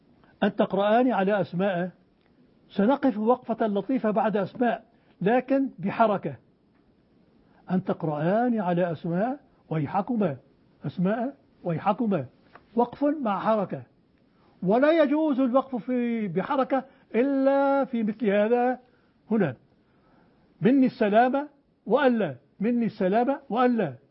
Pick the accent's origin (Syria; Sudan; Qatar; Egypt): Syria; Aleppo, Aleppo Governorate; هذا في حلب وأنا من حلب